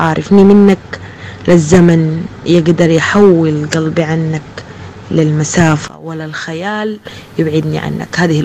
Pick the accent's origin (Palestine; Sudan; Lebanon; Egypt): Sudan; من السودان، وجميل الأغنيات مهداة لكم